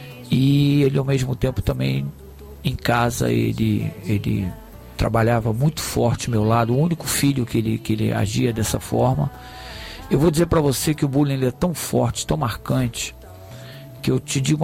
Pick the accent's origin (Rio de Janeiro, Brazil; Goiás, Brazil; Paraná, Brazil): Rio de Janeiro, Brazil; Eu sou tijucano, mas moro há 30 anos em Jacarepaguá.